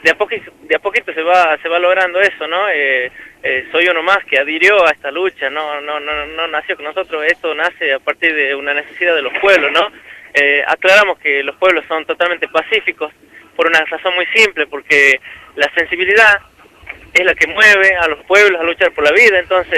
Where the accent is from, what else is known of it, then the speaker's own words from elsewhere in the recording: Andalgalá, Catamarca, Argentina; en ese vehículo, en este auto que nos ha traído a Andalgalá. He podido respirar un ratito el aire de mi pueblo